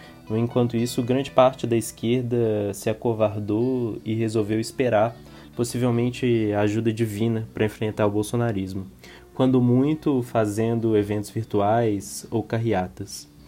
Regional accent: Belo Horizonte, Minas Gerais, Brazil; Eu sou de Belo Horizonte, participo da Casa Invisível e da Frente Antifascista de Belo Horizonte.

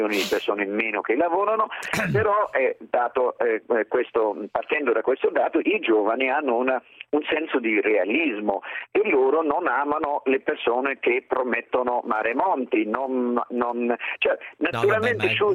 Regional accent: Northern Germany, Germany; Italian is a second language; now in Italy; I danesi, che sono miei parenti, sono più a nord di me, che sono del nord della Germania

